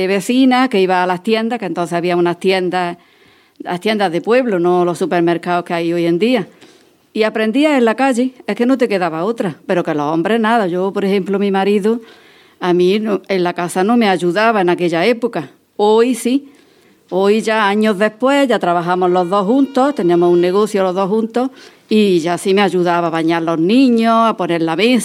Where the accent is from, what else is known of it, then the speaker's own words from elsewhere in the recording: Maracena, Andalusia, Spain; porque yo soy de Maracena y llevo poquito en este grupo.